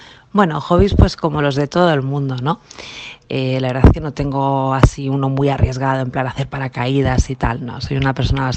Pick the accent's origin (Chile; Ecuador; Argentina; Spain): Spain; Extremadura; una foto de mi pueblo de Extremadura